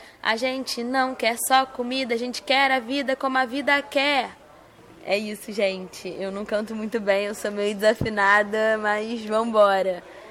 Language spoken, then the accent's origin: Portuguese; Rio de Janeiro, Brazil; now in Recife, Brazil; eu sou carioca e tô morando aqui no Recife